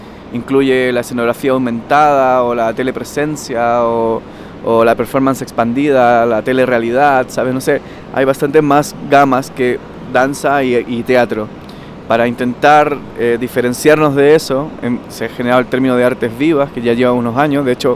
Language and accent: Spanish; Barcelona, Catalonia, Spain; vengo de Barcelona